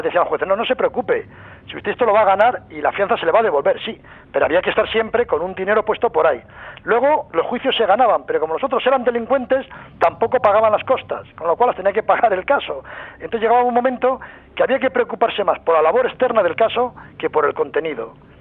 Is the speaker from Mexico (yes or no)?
no; Pamplona, Navarre, Spain; yo soy de Pamplona